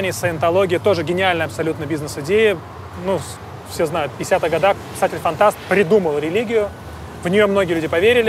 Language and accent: Russian; Russia; Я же не из Америки, я же из России.